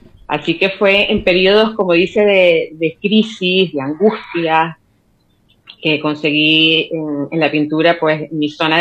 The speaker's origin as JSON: {"language": "Spanish", "town": "Maracay", "region": "Aragua", "country": "Venezuela", "said": "Soy del estado de Aragua, Maracay."}